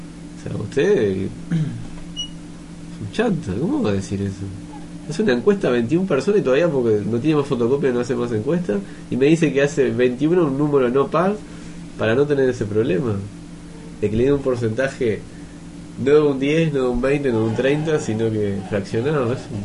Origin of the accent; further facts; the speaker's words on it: Uruguay; No, yo nací aquí, soy uruguayo. Soy uruguayo.